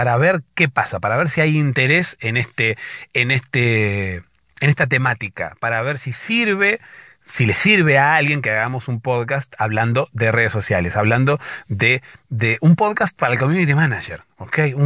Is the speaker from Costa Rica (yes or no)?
no; Argentina; soy de Argentina.